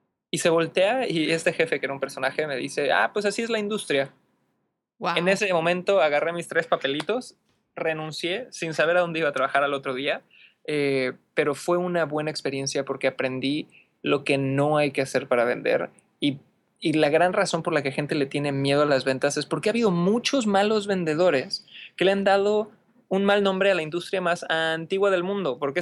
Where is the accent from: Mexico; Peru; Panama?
Mexico; Cancún, Quintana Roo; now in Santiago, Chile; yo nací en Cancún, Quintana Roo, México. Soy totalmente cancunense, que fue un lugar bonito y bastante extraño y diferente para crecer, porque es un poco como el Las Vegas mexicano, tierra de oportunidades y muchísimo trabajo. Pero ya actualmente vivo en Santiago de Chile